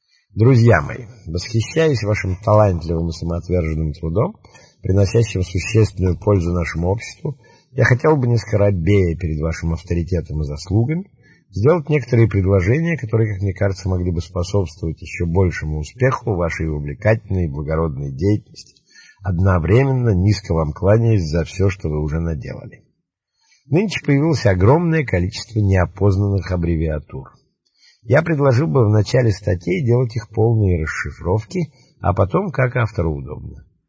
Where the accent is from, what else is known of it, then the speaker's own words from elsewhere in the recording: Saint Petersburg, Russia; born there; now in Moscow, Russia; Я родился в Петербурге, в доме, где жил Римский Корсаков, Загородный проспект 28. В 1924 году переехал с семьей на Казанскую улицу, номер 8/10